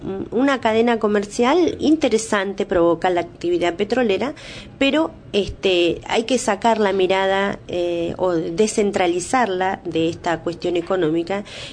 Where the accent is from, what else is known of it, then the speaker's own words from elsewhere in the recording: Río Negro, Argentina; born there; si bien yo soy nacida en Río Negro, mis familiares están dentro de la provincia de Neuquén